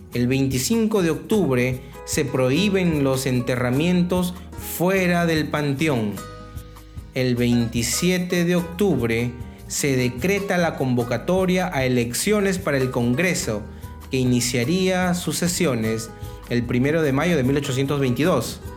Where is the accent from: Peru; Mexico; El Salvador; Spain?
Peru; este pueblo, el pueblo peruano, mi pueblo, siempre demuestra que sí se puede.